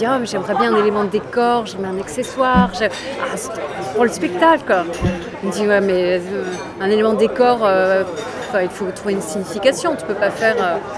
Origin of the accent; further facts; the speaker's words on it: Strasbourg, Grand Est, France; on me réserve un chien à Strasbourg, dans ma ville natale